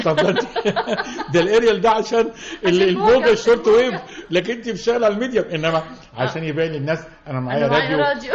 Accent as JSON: {"language": "Arabic", "town": "Port Said", "region": "Port Said Governorate", "country": "Egypt", "said": "انا؟ من بورسعيد."}